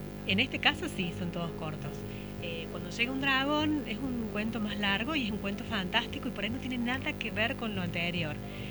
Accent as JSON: {"language": "Spanish", "town": "Villa Allende", "region": "Córdoba", "country": "Argentina", "said": "Yo soy de Villa Allende"}